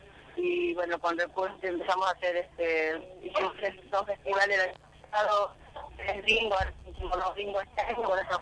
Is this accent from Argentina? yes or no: yes; Chaco, Argentina; now in Buenos Aires, Argentina; soy del Chaco y... Empecé a trabajar como cajera volantina, cuando vine a Buenos Aires